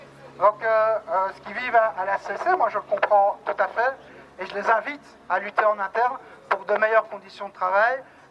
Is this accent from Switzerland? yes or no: no; Liège, Wallonia, Belgium; donc moi je viens de Liège, je travaille en CPS.